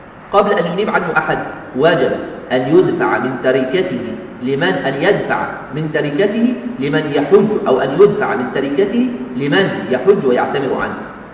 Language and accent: Arabic; Egypt; لازم أطلع النائب عني من بلدي أنا من مصر